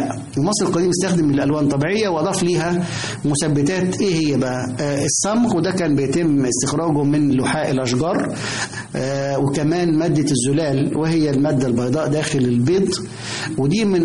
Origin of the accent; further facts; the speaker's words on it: Egypt; ولا تزال هذه الفكرة موجودة لدينا كمصريين، مصر هي أحسن بلد في العالم بالنسبة لنا